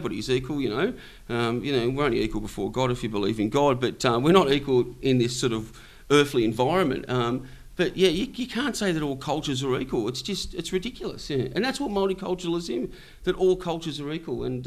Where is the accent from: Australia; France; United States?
Australia; Because we're Europeans, but we see ourselves as Australians. I'm an Australian. I don't see myself as an Anglo-Russian. I'm an Aussie